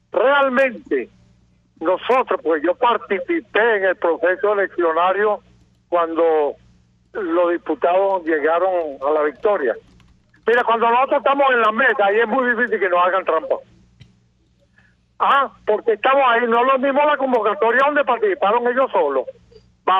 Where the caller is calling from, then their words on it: Coche, Nueva Esparta, Venezuela; De Coche.